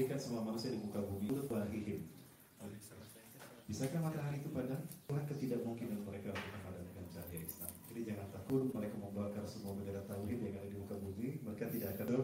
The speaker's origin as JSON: {"language": "Indonesian", "town": "Bandung", "region": "West Java", "country": "Indonesia", "also_born_or_lived": "Cimahi", "said": "Saya orang Bandung dan ayah saya. Bahasa Tepanarugu. SD, SMP, saya di Cimahi."}